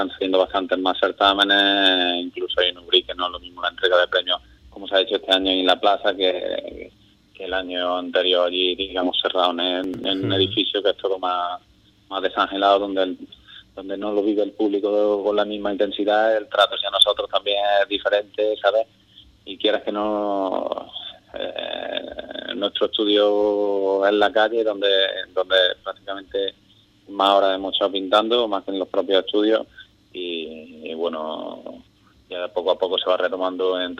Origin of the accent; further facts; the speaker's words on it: Andalusia, Spain; y claro, a uno que lo tengo, siendo andaluz, que lo tengo relativamente cerca